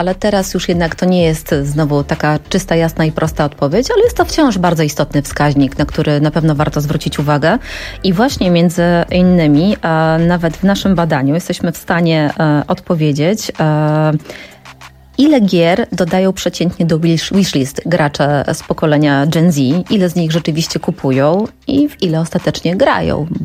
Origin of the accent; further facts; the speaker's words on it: Lębork, Pomeranian Voivodeship, Poland; Ja pochodzę z Pomorza, z Lęborka.